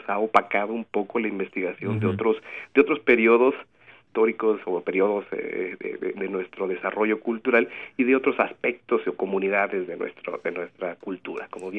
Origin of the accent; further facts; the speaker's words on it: Mexico; sí, todos somos mexicanos